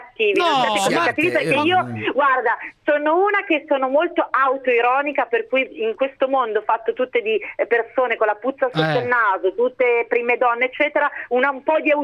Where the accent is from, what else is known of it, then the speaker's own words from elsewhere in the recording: Milan, Lombardy, Italy; born there; io non sono neanche bresciana, io sono nata a Milano